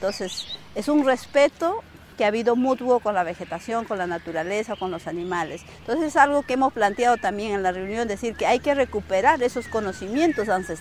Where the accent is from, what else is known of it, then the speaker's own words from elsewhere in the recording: Oxapampa, Pasco, Peru; soy natural de Oxapampa, nací en Oxapampa, Sachopén, pero actualmente estoy viviendo en la comunidad de Nuevo Antonio, que está en Pasco también, en el distrito de Constitución.